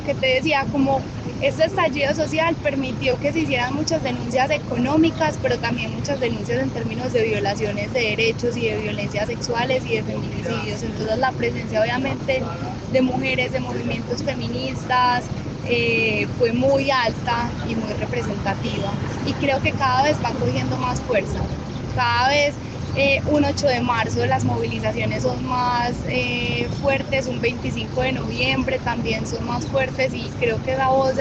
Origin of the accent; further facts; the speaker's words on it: Medellín, Antioquia, Colombia; vengo de Medellín, Colombia.